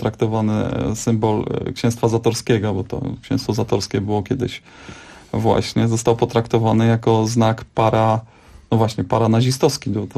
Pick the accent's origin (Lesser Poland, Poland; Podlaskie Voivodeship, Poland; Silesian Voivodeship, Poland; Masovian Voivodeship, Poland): Lesser Poland, Poland; Kraków; ja jako Krakus, zresztą jesteśmy w studio tutaj w trzech Krakusów na jednego warszawiaka